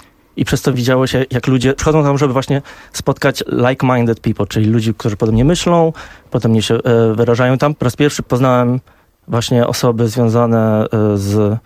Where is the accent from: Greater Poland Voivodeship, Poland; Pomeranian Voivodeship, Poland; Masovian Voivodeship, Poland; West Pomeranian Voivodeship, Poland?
Masovian Voivodeship, Poland; Warsaw; moved away; A pojechałem do Londynu, bo urodziłem się w Warszawie, wychowałem się w Warszawie